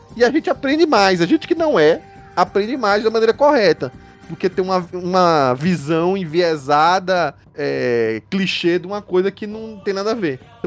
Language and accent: Portuguese; Recife, Pernambuco, Brazil; Eu sou de Recife, então eu adorei que tem uma personagem assim.